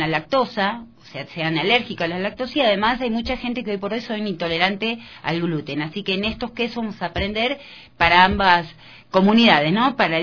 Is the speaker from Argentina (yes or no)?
yes; Argentina; yo soy argentina